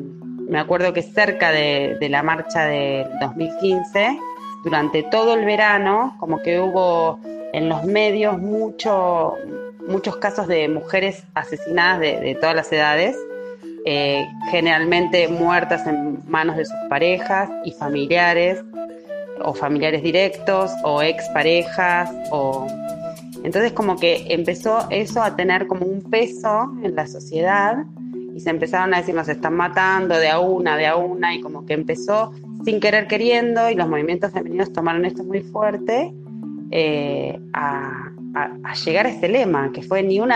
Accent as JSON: {"language": "Spanish", "country": "Argentina", "said": "soy argentina, vivo en Buenos Aires y trabajo hace muchos años en centros comunitarios de acá del conurbano bonaerense."}